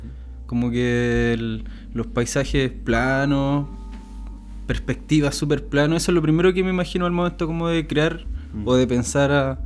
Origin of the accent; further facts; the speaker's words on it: Talcahuano, Biobío, Chile; Siempre vivo en Talcahuano. Vivo en Salina, ahí apegadito al canal, con la vista todo el día al humedal.